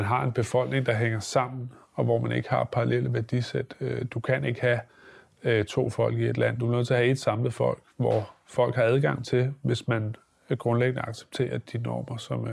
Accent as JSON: {"language": "Danish", "town": "Holbæk", "region": "Zealand", "country": "Denmark", "said": "Et af dem ligger for eksempel i Holbæk, hvor jeg kommer fra."}